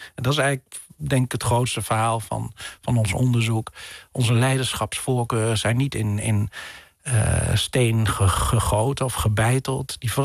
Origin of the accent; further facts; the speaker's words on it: Netherlands; also born or lived in England; vooral toen ik in Engeland woonde, wordt natuurlijk je nationale identiteit heel erg versterkt, je Nederlandse identiteit